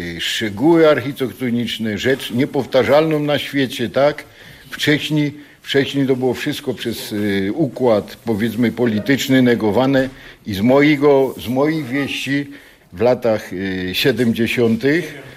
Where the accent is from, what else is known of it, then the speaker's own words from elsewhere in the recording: Katowice, Silesian Voivodeship, Poland; Ja się urodziłem na Nikiszowcu, tak trafił. Tu żyję, tu sobie mieszkam, tu robiłem, tu są moje dzieci.